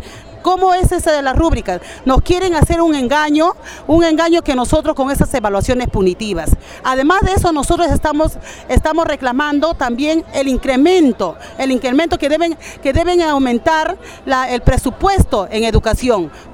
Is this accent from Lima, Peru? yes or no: yes; Barranca, Lima, Peru; Ya, soy de Barranca.